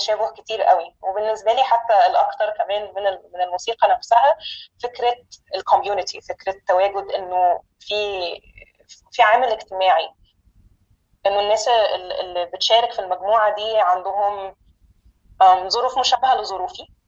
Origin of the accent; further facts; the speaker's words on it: Egypt; moved away as an adult; now in New York, United States; بس أنا أصلا مصرية، وجيت نيويورك من أقل من سنة